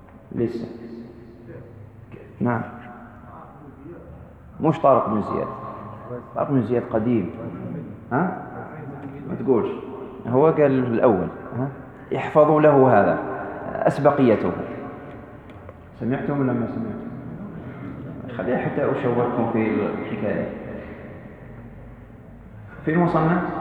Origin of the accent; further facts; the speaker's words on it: Algeria; ووقعت هنا عندنا في الجزائر.